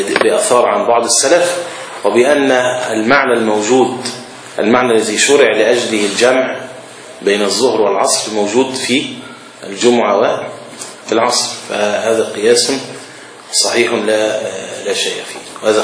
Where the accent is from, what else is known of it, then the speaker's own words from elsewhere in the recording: Alexandria, Alexandria Governorate, Egypt; عندنا في اسكندرية في صور الإسكندرية القديم موجود في بعض الأماكن أجزاء منها